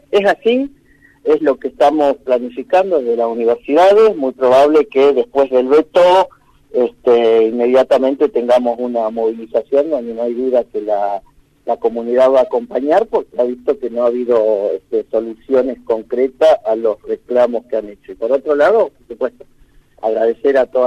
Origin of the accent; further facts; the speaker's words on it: San Antonio Oeste, Río Negro, Argentina; Yo soy de San Antonio, que soy rionegrino